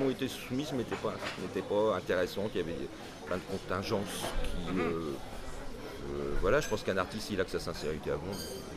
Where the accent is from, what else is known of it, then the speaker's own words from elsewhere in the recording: Dieppe, Normandy, France; j'ai grandi en Normandie